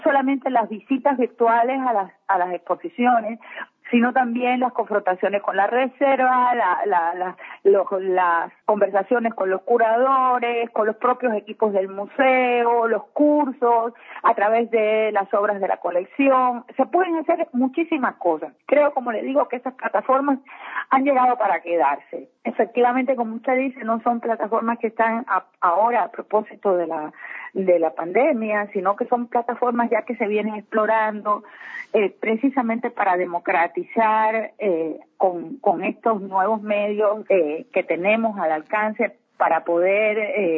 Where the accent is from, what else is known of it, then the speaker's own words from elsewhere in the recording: Cuba; now in Ecuador; yo soy cubana de origen. Vine a este país hace 22 años.